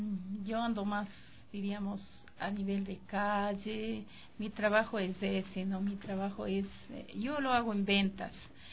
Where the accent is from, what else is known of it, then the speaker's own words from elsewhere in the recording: Yanayaco, Ecuador; en mi tierra, porque a mí me conocieron solista y en mi parroquia en Yanayaco, mucha gente apoya, mucha gente ha apoyado.